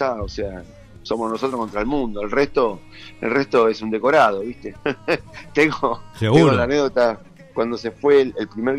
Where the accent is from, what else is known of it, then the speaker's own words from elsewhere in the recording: Quilmes, Buenos Aires Province, Argentina; nos criamos en Quilmes, con mi hermano es el baterista, yo soy el bajista